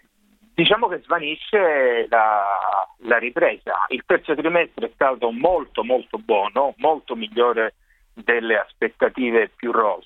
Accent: Calabria, Italy; Sono calabrese, sono diretto calabrese.

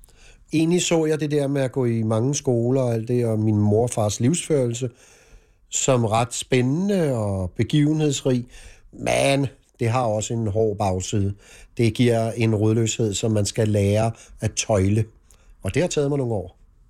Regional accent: Copenhagen, Capital Region of Denmark, Denmark; vi er ude på Amager i en, hvad kan vi kalde det, ældre bolig lejlighed. Og mit barndomshjem var ved Søerne i København, ved Bartolinsgade.

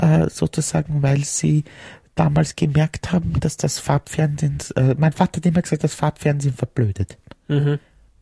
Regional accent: Vienna, Austria; born there; now in Styria, Austria; Ich rufe an aus der Steiermark. Ich bin eine gebürtige Wienerin, aber mit einem Steirer verheiratet.

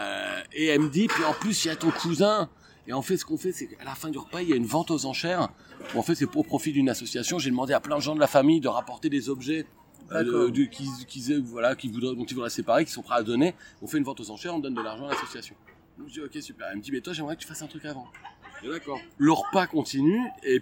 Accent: Abbeville, Hauts-de-France, France; born there; Je suis né à Abbeville dans la Somme.

